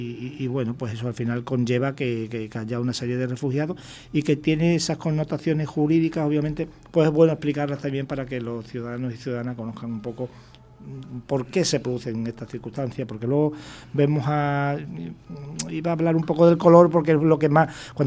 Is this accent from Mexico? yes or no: no; Canary Islands, Spain; somos españoles y canarios